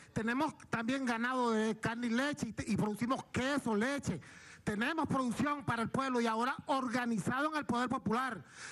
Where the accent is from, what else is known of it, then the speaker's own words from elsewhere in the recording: Venezuela; Somos capaces todos, porque somos venezolanos